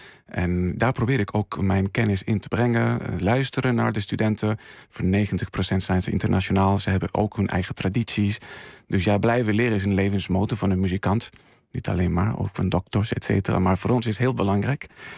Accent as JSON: {"language": "Dutch", "country": "Spain", "tie": "born or raised there", "said": "Ik ben opgegroeid in Spanje met een flamenco-achtergrond"}